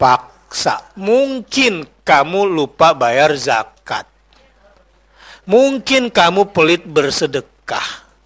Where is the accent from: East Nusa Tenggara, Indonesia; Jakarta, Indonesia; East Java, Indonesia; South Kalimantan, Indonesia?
East Java, Indonesia; Saya Madura.